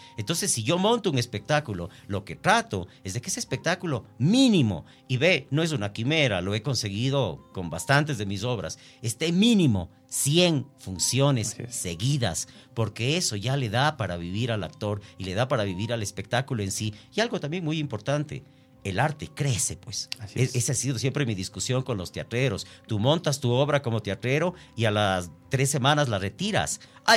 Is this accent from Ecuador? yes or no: yes; Ecuador; como ecuatoriano me duele en el alma que no se valore lo nacional